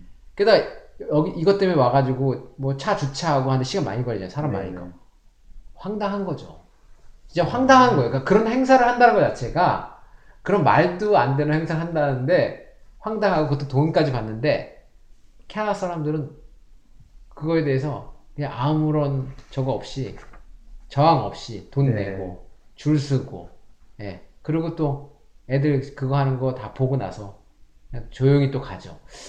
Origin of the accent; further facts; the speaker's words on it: South Korea; 그러니까 제가 한국 사람 입장에서 한번 얘기를 해볼게요.